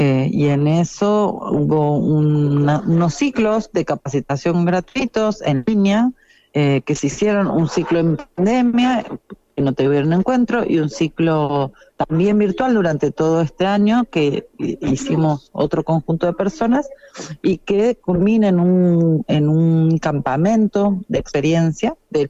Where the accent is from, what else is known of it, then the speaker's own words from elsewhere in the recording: Argentina; Vinimos 4 integrantes de Argentina, uno de Jujuy